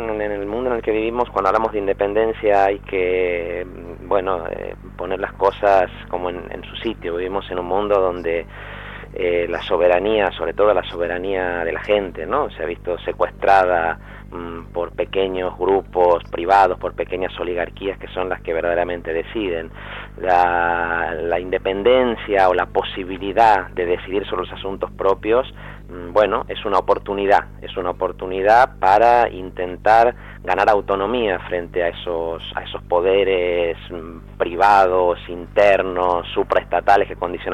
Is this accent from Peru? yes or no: no; Argentina; also born or lived in Madrid; now in Spain; yo soy argentino de origen, por lo tanto, para mí Cataluña, como lo fue antes Madrid, porque en Madrid viví 4 años... es sobre todo una tierra de acogida, es la tierra donde nacieron mis hijos